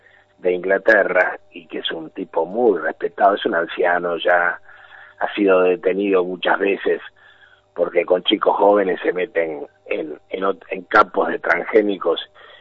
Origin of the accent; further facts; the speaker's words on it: Sweden; now in Argentina; Yo me vine de Suecia a 50 kilómetros de Buenos Aires, cuando el pueblo donde yo vivo era casi una aldea semi-rural.